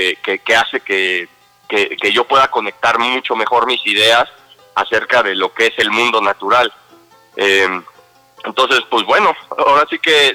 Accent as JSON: {"language": "Spanish", "country": "Mexico", "said": "forjar un reconocimiento hacia lo que es mi identidad como mexicano"}